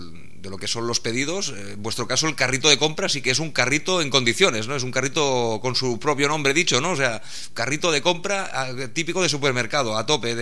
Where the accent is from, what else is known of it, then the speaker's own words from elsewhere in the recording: Barcelona, Catalonia, Spain; yo por ejemplo soy de Barcelona, pues miro a lo mejor de abarcar el tema de Cataluña